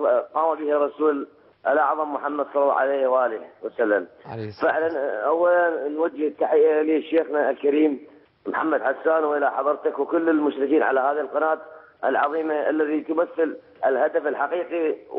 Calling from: Iraq; والله احنا من العراق معجبين

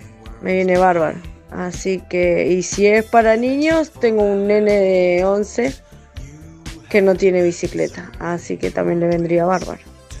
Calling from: Quilmes, Buenos Aires Province, Argentina; de Quilmes

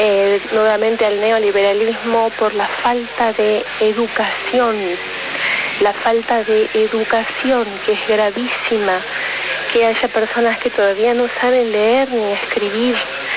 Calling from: Almagro, Buenos Aires, Argentina; soy de Almagro.

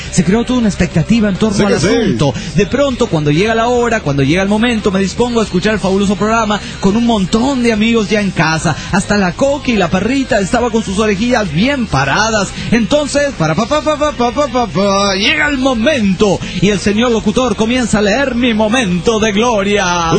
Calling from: Calchaquí, Santa Fe, Argentina; soy de Calchaquí, Santa Fe, Argentina.

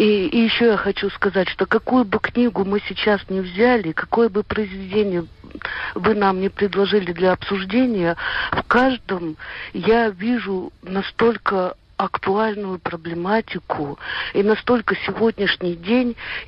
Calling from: Leningrad Oblast, Russia; я из Ленинградской области.

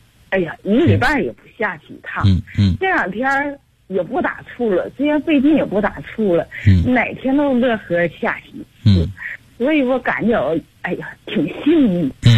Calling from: Changchun, Jilin, China; 我是长春的。

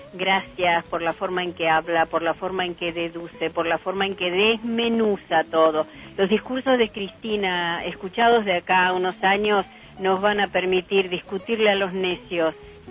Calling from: Virrey del Pino, Buenos Aires Province, Argentina; de Virrey del Pino

